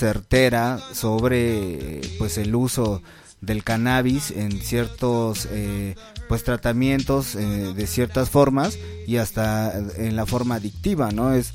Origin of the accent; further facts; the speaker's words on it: Mexico City, Mexico; Yo recuerdo que cuando era morro en la Ciudad de México